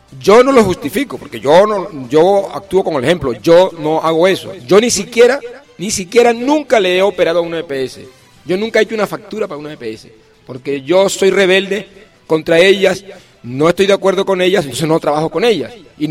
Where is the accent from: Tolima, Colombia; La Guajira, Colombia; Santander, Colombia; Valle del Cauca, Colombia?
La Guajira, Colombia; Fonseca; En La Guajira, por ejemplo, en Fonseca, mi pueblo